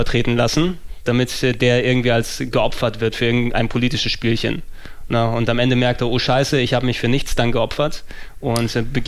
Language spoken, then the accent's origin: German; Greece; Weil für mich als Grieche ist das ein Wort, Delta.